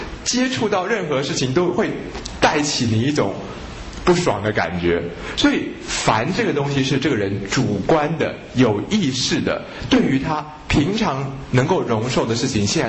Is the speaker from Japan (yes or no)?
yes; Japan; Chinese is a second language; 其实我们日本人有一个辩证法